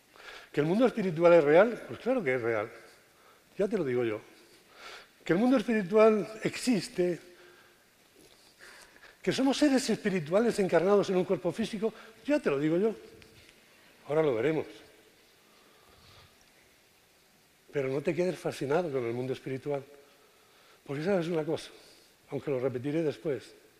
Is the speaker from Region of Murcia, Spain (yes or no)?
yes; Cartagena, Region of Murcia, Spain; Bueno, vengo de Cartagena.